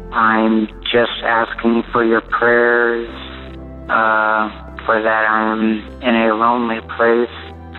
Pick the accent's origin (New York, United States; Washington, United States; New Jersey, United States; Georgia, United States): Washington, United States; Spokane; I'm from Spokane, Washington.